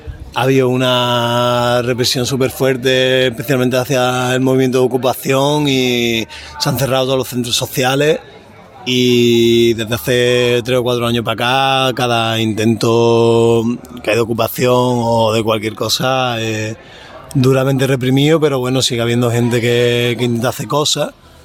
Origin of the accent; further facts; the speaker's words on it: Seville, Andalusia, Spain; nosotros somos de Sevilla